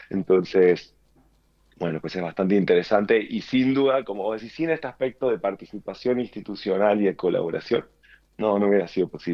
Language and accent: Spanish; Argentina; born there; yo nací en Argentina, aunque no vivo mucho aquí.